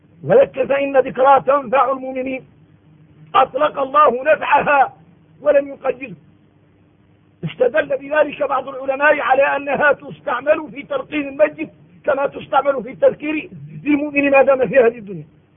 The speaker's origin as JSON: {"language": "Arabic", "country": "Mauritania", "said": "نحن من موريتانيا إلا خلقنا مسلمين"}